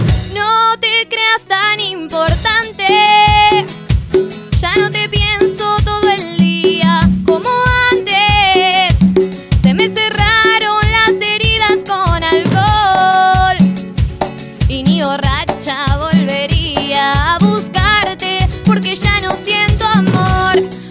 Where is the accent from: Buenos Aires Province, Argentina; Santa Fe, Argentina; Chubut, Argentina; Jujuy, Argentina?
Buenos Aires Province, Argentina; La Plata; El resto somos de acá de La Plata.